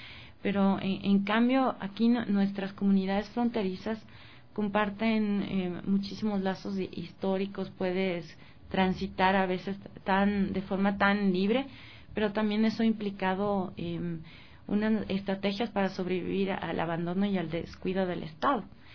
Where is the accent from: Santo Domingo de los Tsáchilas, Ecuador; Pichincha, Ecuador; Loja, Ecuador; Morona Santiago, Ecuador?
Pichincha, Ecuador; Quito; cuando me preguntan de dónde yo soy, intento no responder que soy quiteña, soy ecuatoriana. Mi respuesta es, yo soy fronteriza, porque de esa manera no niego el lugar de donde nací